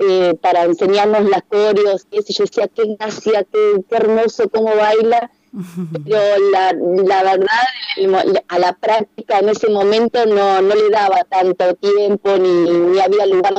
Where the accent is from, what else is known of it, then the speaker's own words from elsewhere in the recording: Bahía Blanca, Buenos Aires Province, Argentina; now in La Plata, Argentina; la verdad que me cambió la vida venir a vivir a La Plata sin renegar de donde soy, pero bueno, en otras épocas por ahí en Bahía Blanca no era tan fácil expresarse